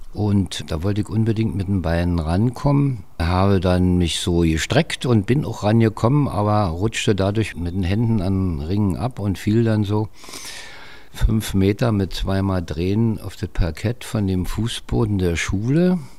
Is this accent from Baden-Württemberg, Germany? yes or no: no; Berlin, Germany; Also ich bin 1942 geboren, 14. Januar in Berlin-Weißensee. Also ich bin jedenfalls im Weißensee aufgewachsen, in Berliner Allee 100.